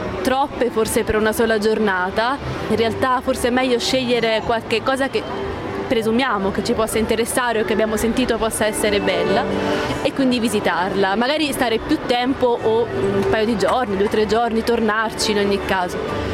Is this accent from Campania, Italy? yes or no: yes; Benevento, Campania, Italy; now in Cuneo, Italy; io sono di Benevento ma insegno a Cuneo.